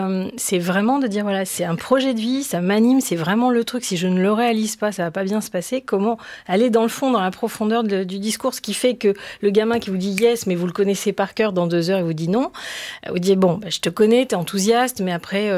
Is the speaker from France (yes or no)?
yes; France; on n'est pas tellement dans la culture de l'essai, de l'erreur et de se planter en tant que Français.